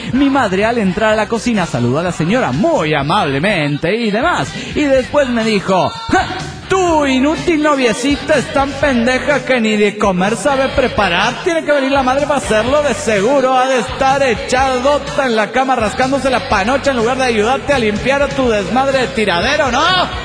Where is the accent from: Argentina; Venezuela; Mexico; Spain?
Mexico; Mexico City; del DF mexicano.